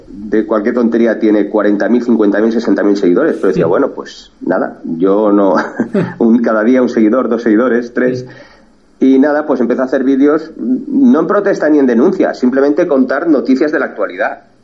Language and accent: Spanish; Spain; Yo soy un español de a pie